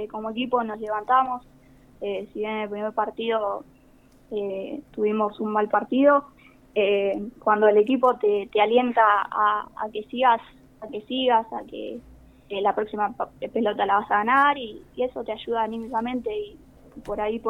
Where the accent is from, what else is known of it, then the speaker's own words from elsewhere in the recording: Maipú, Buenos Aires Province, Argentina; moved away as an adult; now in Mar del Plata, Argentina; Yo llegué acá a Mar del Plata en el año 2019. Venía de Maipú. Siempre tenés que salir del pueblo para estudiar una carrera, porque en el pueblo hay muy pocas.